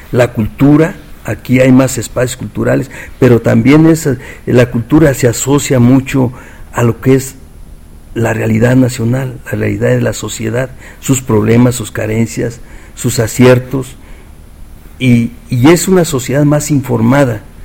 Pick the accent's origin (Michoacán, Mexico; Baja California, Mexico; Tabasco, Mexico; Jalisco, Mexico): Michoacán, Mexico; now in Mexico City, Mexico; aunque yo soy provinciano, soy michoacano, pero aquí he forjado mi vida profesional